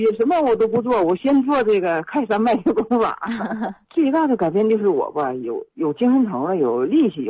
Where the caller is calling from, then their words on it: Siping, Jilin, China; 喂你好啊，我来自四平